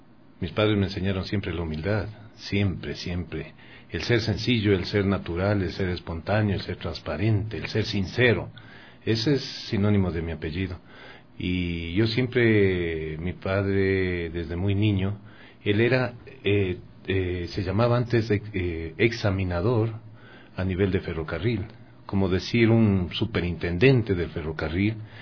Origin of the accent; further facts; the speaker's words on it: Ecuador; Mi bisabuelo de Irlanda del Norte, mi abuelo inglés también. Mi papá se casó con una mujer que era mi madre, que era riobambeña, y yo soy ecuatoriano.